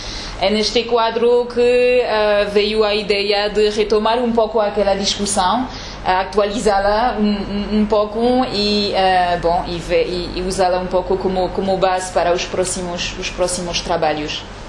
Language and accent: Portuguese; France; Portuguese is a second language; now in Angola; para dizer bem o nome. Sou oriunda da França, trabalho em Angola desde 2005.